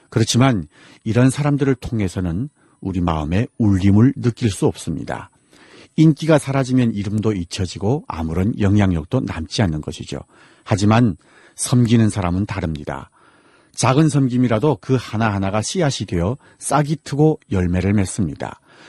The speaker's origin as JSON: {"language": "Korean", "town": "Hamhung", "region": "South Hamgyong", "country": "North Korea", "lives_now": "South Korea", "said": "저는 함흥사람"}